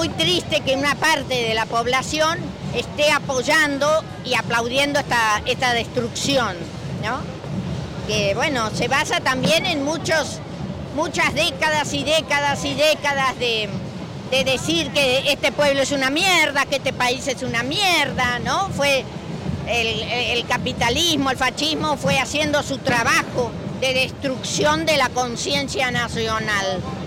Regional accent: Loncopué, Neuquén, Argentina; Y yo no vivo acá, vengo de la Patagonia, de un pueblo chiquito que se llama Loncopué, y estoy feliz de estar acá y de representar también a mucha gente de allá.

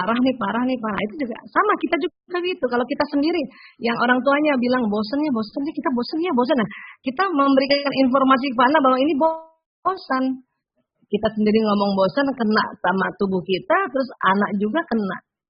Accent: South Sulawesi, Indonesia; Kayak saya ini orang Bugis. Orang Bugis kan kalau keras ya.

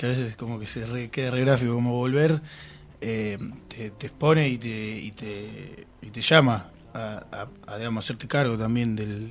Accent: Olavarría, Buenos Aires Province, Argentina; irme yo a Olavarría, por ejemplo, que es de donde soy

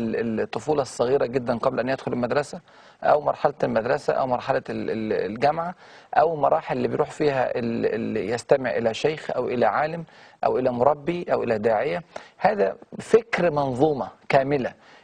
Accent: Egypt; وبدأ يصنع الآلات بالإمكانيات اللي عندنا في مصر هنا وفي هذه الظروف اللي احنا عايشينها

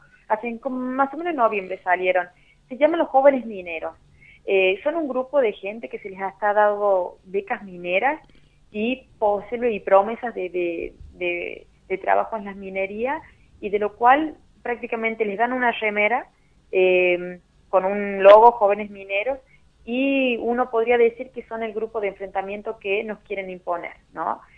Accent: Chilecito, La Rioja, Argentina; yo soy de Chilecito

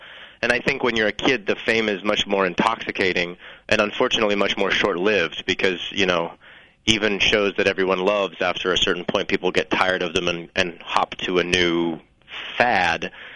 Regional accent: New Mexico, United States; We're from New Mexico, so I don't really think that the entertainment industry was necessarily in anyone's blood.

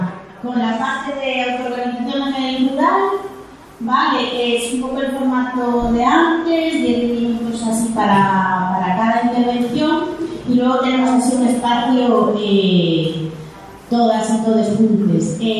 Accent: Galicia, Spain; accent: Galician; Aquí con mi acento gallego, me habla mal catalán, perdón.

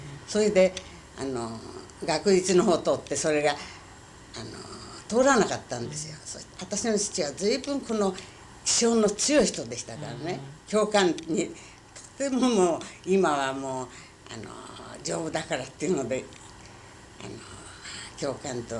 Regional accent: Chiba, Japan; 私は千葉県です。

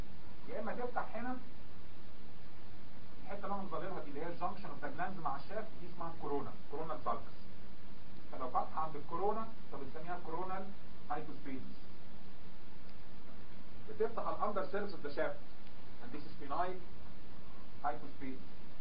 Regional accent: Egypt; حتى احنا عندنا في مصر

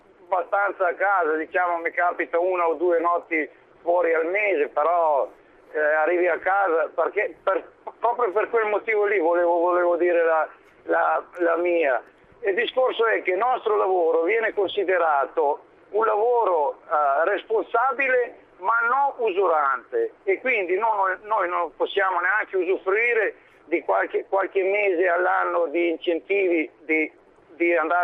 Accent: Serbia; now in Italy; sono un serbo, originario serbo, però sono cittadino italiano.

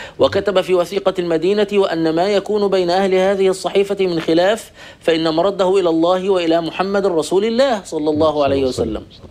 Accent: Egypt; وقد ساد عندنا في مصر مثلا شعار ميدان التحرير موجود

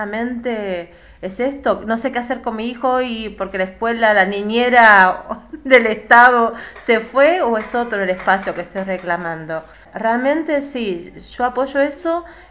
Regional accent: Merlo, Buenos Aires Province, Argentina; Yo soy de Merlo

